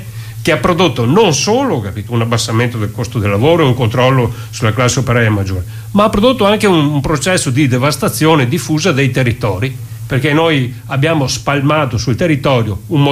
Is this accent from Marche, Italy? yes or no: no; Veneto, Italy; Noi siamo del Veneto.